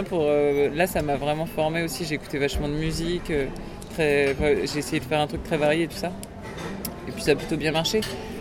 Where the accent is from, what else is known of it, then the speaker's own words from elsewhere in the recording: France; accent: French; Je crois que j'ai un petit accent français.